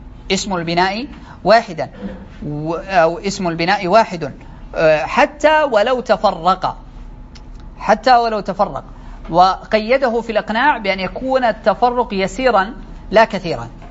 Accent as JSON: {"language": "Arabic", "country": "Saudi Arabia", "said": "يعني مثلا عندنا بالسعودية مثلا القصيم فيها مجموعة من البلدان والقرى"}